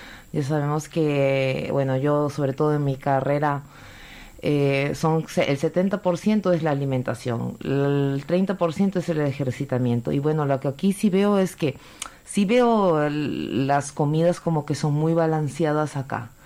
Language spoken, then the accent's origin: Spanish; Peru; En mi país no se encuentra mucho el respeto a las autoridades. Aquí respetan mucho a las autoridades y las autoridades se dan mucho a respetar. Eso me impresiona mucho porque en Perú no encontramos ese respeto hacia la autoridad